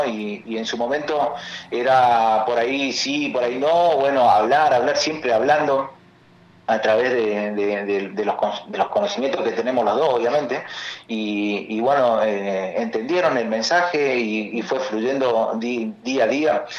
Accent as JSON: {"language": "Spanish", "region": "Chaco", "country": "Argentina", "said": "va a ir a parar hasta el norte, hasta el litoral, de donde yo soy, hasta el Chaco."}